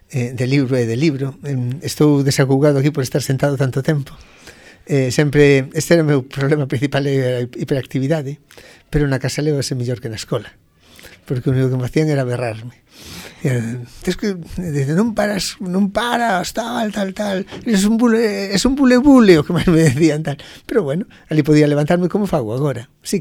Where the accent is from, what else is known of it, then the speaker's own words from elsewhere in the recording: Santa Comba, Galicia, Spain; Eu, a verdade é que toda a miña infancia e xuventude en Santa Comba, da que son fillo predilecto, onde estou moi moi orgulloso de ser, foi moi feliz.